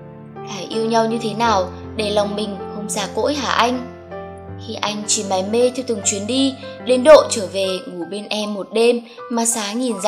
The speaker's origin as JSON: {"language": "Vietnamese", "town": "Saigon", "region": "Ho Chi Minh City", "country": "Vietnam", "tie": "born there", "accent": "Southern Vietnamese", "said": "Quê tôi là ở Hà Nội, nhưng tôi sinh ra ở Sài Gòn. Cả gia đình tôi nói tiếng Bắc, chỉ mình tôi trơ trọi nói tiếng Nam."}